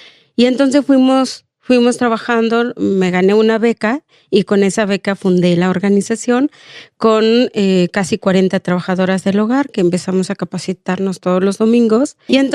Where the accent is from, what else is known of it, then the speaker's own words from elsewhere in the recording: Oaxaca, Mexico; now in Mexico City, Mexico; Yo soy del estado de Oaxaca.